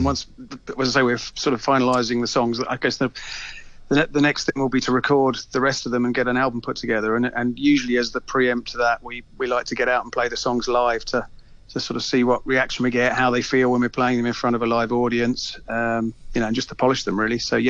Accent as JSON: {"language": "English", "town": "Brighton", "region": "South East England", "country": "United Kingdom", "tie": "born or raised there", "said": "I don't know whether you remember them from the early 80s, a Brighton band from my hometown."}